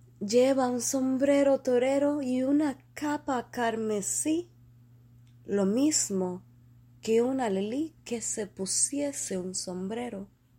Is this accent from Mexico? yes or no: no; Cuba; porque somos cubanos.